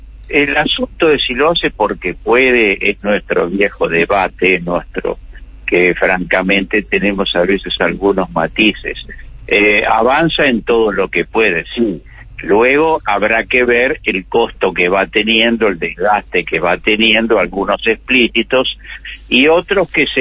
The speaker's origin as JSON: {"language": "Spanish", "country": "Argentina", "said": "Es una tragedia que como argentinos nos tenemos que avergonzar."}